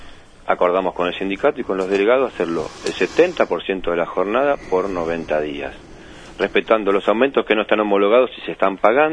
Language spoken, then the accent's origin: Spanish; Berazategui, Buenos Aires Province, Argentina; now in Roque Pérez, Argentina; De Berazategui.